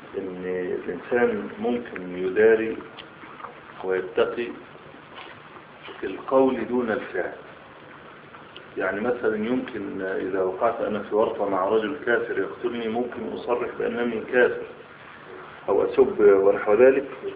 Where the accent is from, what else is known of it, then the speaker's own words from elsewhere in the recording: Egypt; بعض الشباب عندنا في مصر